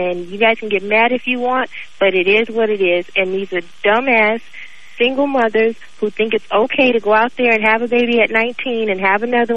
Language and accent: English; Los Angeles, California, United States; I grew up in Watts, and a lot of people don't know